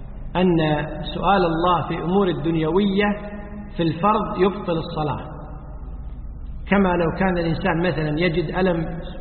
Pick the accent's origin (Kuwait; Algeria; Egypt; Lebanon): Kuwait; والنظام عندنا في الكويت ولله الحمد أن وزارة الأوقاف تلزم المؤذنين بالأذان في الوقت